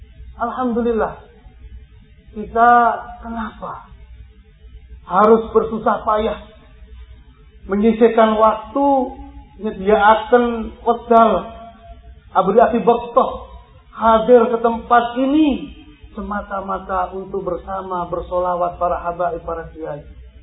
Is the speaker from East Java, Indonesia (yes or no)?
yes; Bangil, East Java, Indonesia; Hawa sejuk ini mencerminkan hati-hati kita orang Bangil